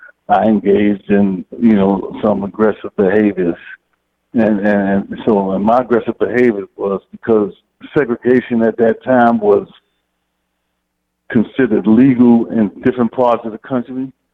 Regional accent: Queens, New York, United States; also born or lived in Harlem; Oh, well, I was born in Harlem, raised in Queens, so I came up, you know, as a younger, you know, in the teenage years and, you know, the preteen years, you know, I came up in the 60s, basically.

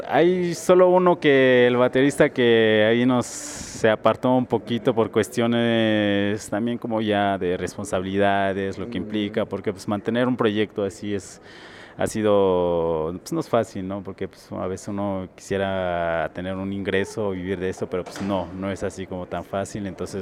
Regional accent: Oaxaca, Mexico; Nosotros somos de la Sierra Mije, somos Mijes, Ayucaoy. Gente de la montaña, de las nubes, está como a 2 horas de la capital de Oaxaca. Entonces está así como en la Sierra Norte, ya como yéndose a Veracruz. Estamos en estos lugares.

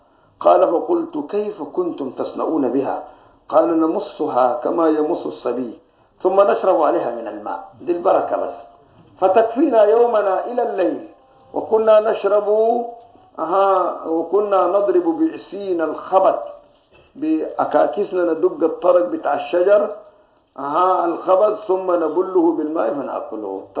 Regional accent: Sudan; بس باب أكل الجراد ده صنع شديد حتى الآن موجود عندنا في السودان

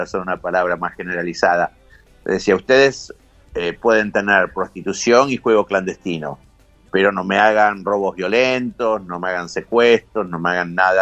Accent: Montserrat, Buenos Aires, Argentina; Yo crecí muy cerca de ahí, yo crecí en Montserrat, mis abuelos vivían ahí en Chile.

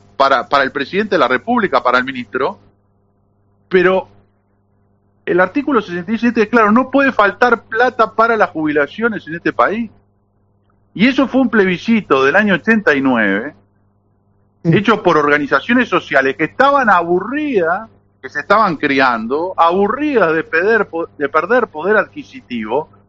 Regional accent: Uruguay; Nosotros somos uruguayos que peleamos toda la vida y llegamos a una edad que estamos cansados de pelear

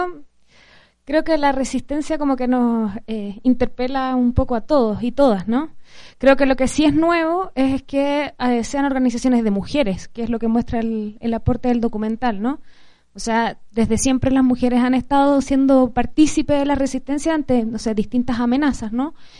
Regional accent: Chile; Yo soy chilena

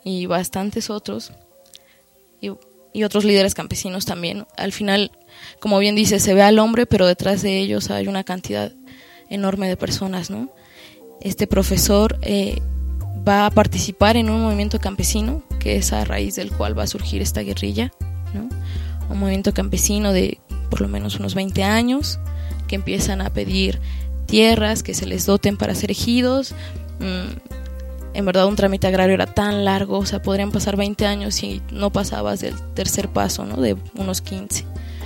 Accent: Mexico City, Mexico; a pesar de que soy del DF y no soy campesina y vivo en esta época y no hace 50 años

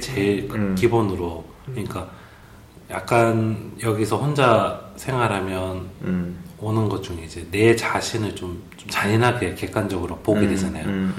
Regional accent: Busan, South Korea; 제가 이제 부산 사람 치고 말이 세지 않고 유하고 스무스하고.

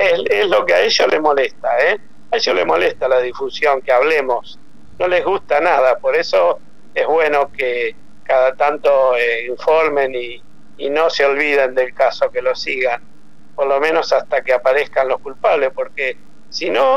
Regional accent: Argentina; yo soy muy nacionalista, ¿eh? Yo soy, para mí no hay como Argentina, y bueno, la verdad, le pasó eso en mi país, me duele.

